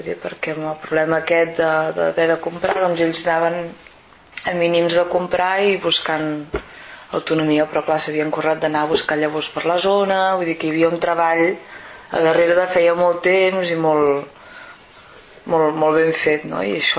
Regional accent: Sabadell, Catalonia, Spain; jo soc de Sabadell

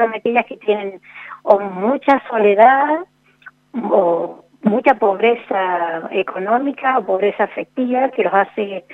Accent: Argentina; para nosotros como argentinos es una gran cosa

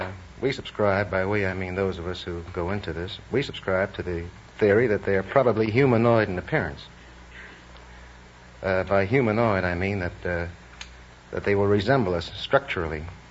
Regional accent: New York City, New York, United States; New York City.

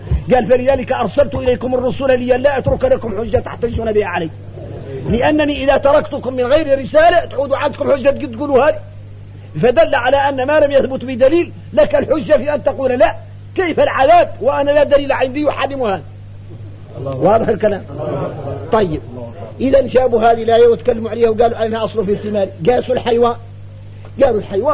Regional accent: Mauritania; وراه الشايع عندنا احنا موريتاني

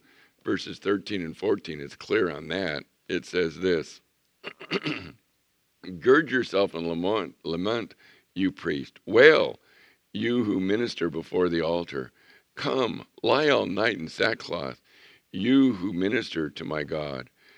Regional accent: Chula Vista, California, United States; I remember growing up in Chula Vista. There were orchards, there were citrus trees by the tons

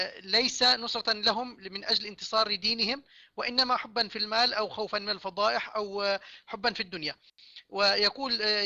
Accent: Palestine; وبالذات عندنا في فلسطين

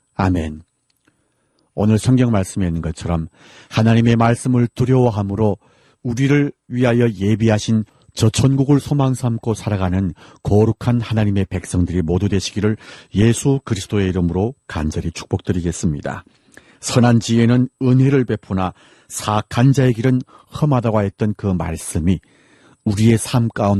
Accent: Hamhung, South Hamgyong, North Korea; now in Seoul, South Korea; 저는 함흥에서 온

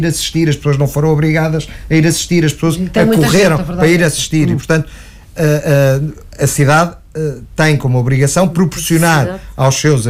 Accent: Lisbon, Portugal; Eu, como lisboeta, estou orgulhoso de Lisboa ter comprovado ser capaz de proporcionar este tipo de eventos.

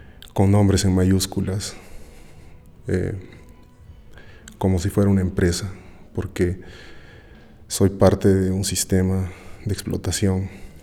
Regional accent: Peru; un documento que me denomina como ciudadano peruano

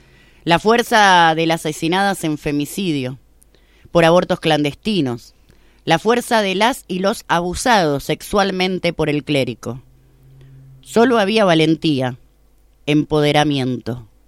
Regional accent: Concordia, Entre Ríos, Argentina; Quiero contarles que vengo de Concordia, que en el 2001 fue declarada la ciudad más pobre de la Argentina.

